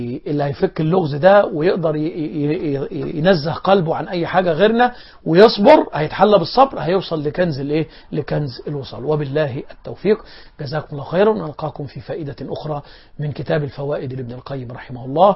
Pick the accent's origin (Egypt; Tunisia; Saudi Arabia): Egypt; عندنا في مصر لما القارئ يقرأ آيات العذاب